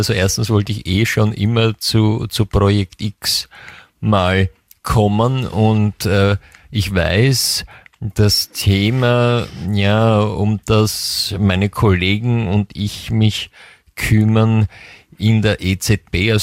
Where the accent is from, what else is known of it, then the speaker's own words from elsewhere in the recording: France; German is a second language; ich bin ja Französin